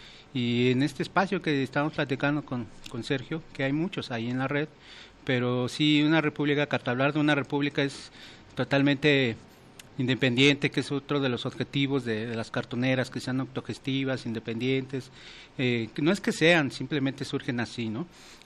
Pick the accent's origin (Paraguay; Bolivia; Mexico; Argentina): Mexico; Ecatepec, State of Mexico; esta editorial que surge en Guadalajara, pero yo soy de Ecatepec y allá hay presencia en Ecatepec.